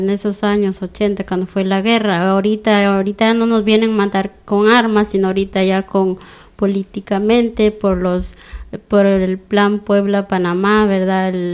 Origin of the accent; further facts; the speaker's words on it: Concepción Huista, Huehuetenango, Guatemala; also born or lived in Chiapas, Mexico; yo vivía en un pueblo que se llama Concepción Huistahuetenango. Ese es mi pueblo original, ¿verdad?